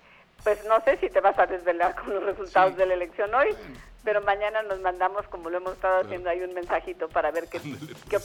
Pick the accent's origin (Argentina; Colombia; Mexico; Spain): Mexico; Querétaro; De todos, pues somos queretanos todos.